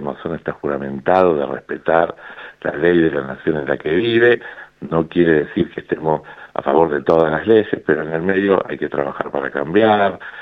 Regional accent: Argentina; nosotros decimos que como argentinos somos campeones mundiales en dividirnos por dos

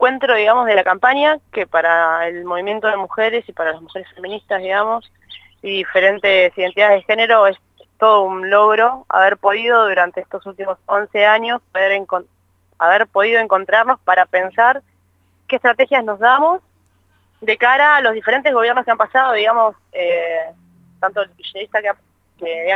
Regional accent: Argentina; el cambio de coyuntura, digamos, que nos está atravesando ahora como argentinas y argentinos

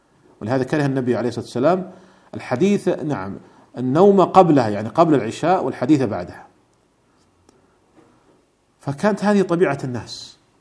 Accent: Saudi Arabia; التي تمثل ولي الأمر هنا عندنا في المملكة العربية السعودية

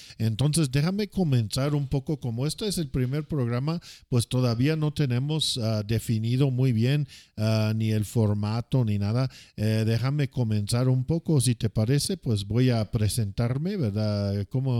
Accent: United States; soy norteamericano, soy un americano, tengo 46 años, soy casado.

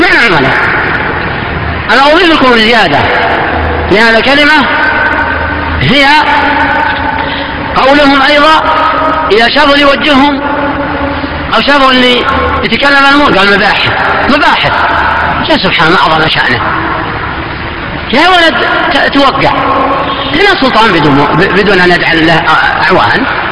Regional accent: Najd, Saudi Arabia; كان عندنا في نجد ما يكون له مقالة في قضاء ولا امامة مسجد

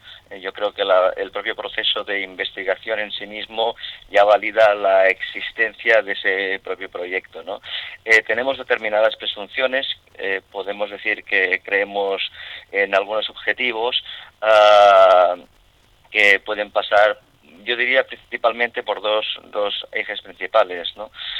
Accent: Barcelona, Catalonia, Spain; now in Gijón, Spain; Yo he desarrollado toda mi vida profesional en Barcelona, como dices tú muy bien, porque me conoces perfectamente. Soy más barcelonés que las Ramblas, pero es verdad que hace 4 meses he iniciado pues una nueva aventura profesional y personal también, yéndome a vivir a Gijón

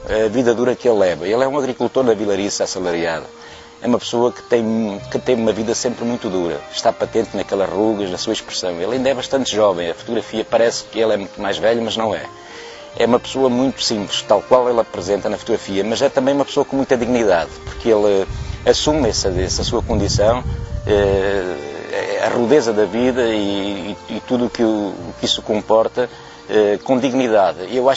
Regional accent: Norte, Portugal; porque eu também sou transmontano, também vivi

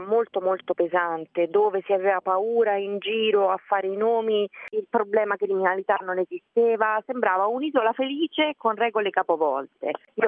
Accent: Ostia, Lazio, Italy; io sono nata e cresciuta peraltro a Ostia

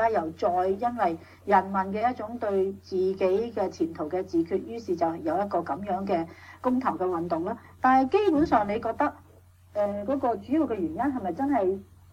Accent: China; 但是我哋中國人咧都不忘將呢段歷史係寫去

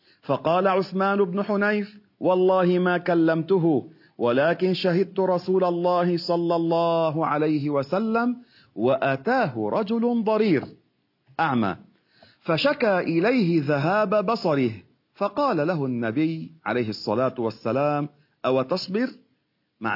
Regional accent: Beirut, Beirut Governorate, Lebanon; هذا المدفون عندنا في بيروت

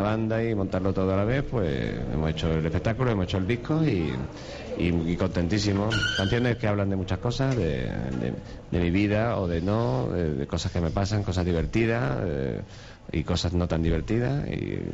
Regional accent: Cádiz, Andalusia, Spain; Yo soy de Cádiz para empezar

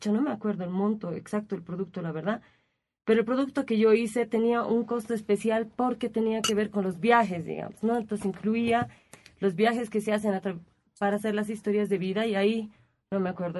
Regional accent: Cochabamba, Bolivia; Soy de Cochabamba, en realidad, bueno, medio de Cochabamba.

